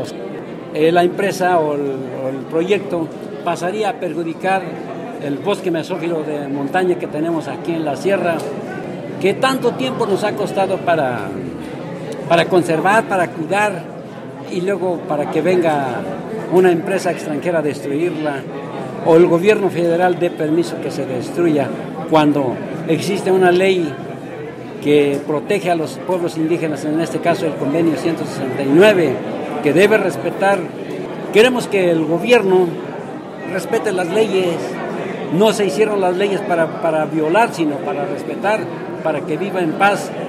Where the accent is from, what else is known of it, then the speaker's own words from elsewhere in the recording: San Nicolás, Hidalgo, Mexico; vengo de la comunidad de San Nicolás.